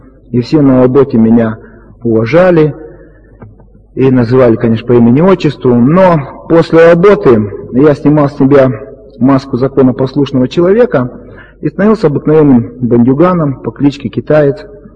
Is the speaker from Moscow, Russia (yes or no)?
no; Krasnoyarsk Krai, Russia; Я сам из Сибири, это юг Красноярского края, по национальности я китаец.